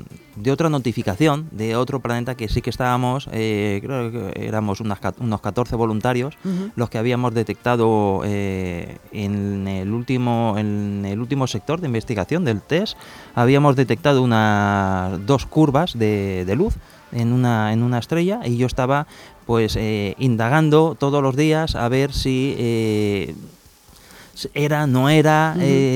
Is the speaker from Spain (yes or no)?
yes; Spain; soy el único español que ha podido detectar este planeta